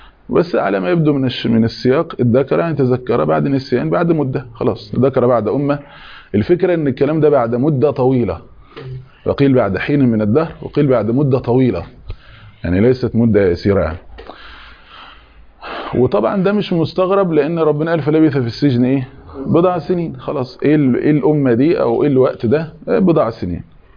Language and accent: Arabic; Egypt; مشتهر عندنا احنا مثلا كمصري تقول له حضرتك كذا ولو سمحت